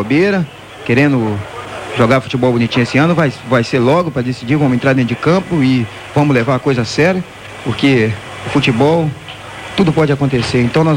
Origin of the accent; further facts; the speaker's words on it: Brazil; mas como eu sou brasileiro, eu tinha que torcer